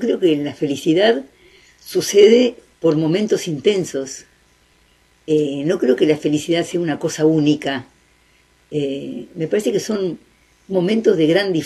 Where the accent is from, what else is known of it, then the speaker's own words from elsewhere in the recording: Uruguay; Yo soy muy uruguaya. Me gusta vivir acá